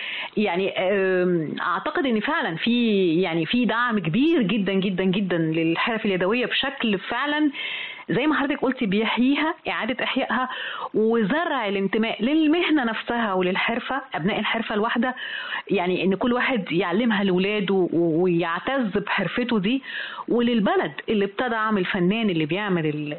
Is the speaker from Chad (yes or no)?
no; Egypt; لكن احنا كمصريين دايما تيجي تقولي ايه هو غالي ليه كده